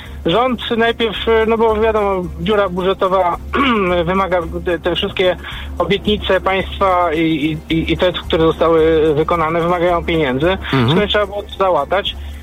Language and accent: Polish; Tarnów, Lesser Poland, Poland; Mówię, że jestem mikroprzedsiębiorcą z Tarnowa.